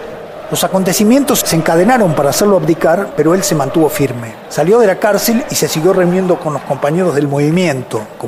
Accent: Adrogué, Buenos Aires Province, Argentina; born there; also born or lived in Mar del Plata; En marzo del 57 abandonamos medio clandestinamente a Drogué, un suburbio de Buenos Aires donde yo había nacido y donde había nacido mi madre, y nos fuimos a Mar del Plata, una ciudad que está a 400 kilómetros al sur de la provincia de Buenos Aires.

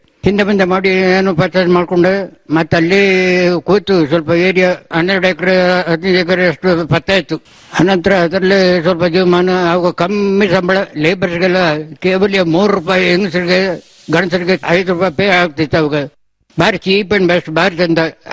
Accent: Karnataka, India; ಅದಿಲ್ಲಿ ಹನರ್ನಾಡು ನನ್ನ ಹುಟ್ಟೂರು.

